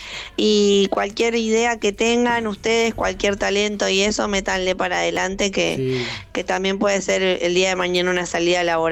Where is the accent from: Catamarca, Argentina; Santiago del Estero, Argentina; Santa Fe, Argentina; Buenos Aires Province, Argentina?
Buenos Aires Province, Argentina; Gerli; Yo soy de Gerli Avellaneda, pero también hacemos envíos y demás.